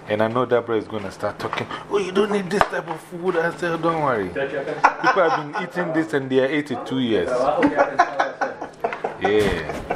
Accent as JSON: {"language": "English", "country": "Ghana"}